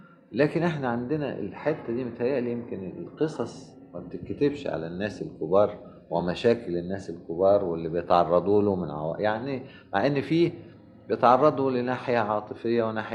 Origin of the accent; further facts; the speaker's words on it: Egypt; والملاحظ عندنا في مصر